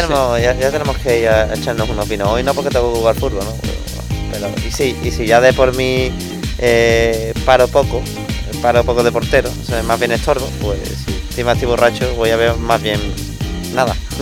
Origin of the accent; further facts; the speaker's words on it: Seville, Andalusia, Spain; como buenos sevillanos que somos